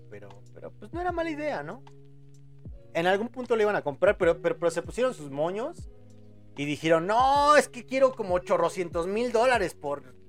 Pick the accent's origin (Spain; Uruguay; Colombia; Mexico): Mexico; No, yo también soy de México.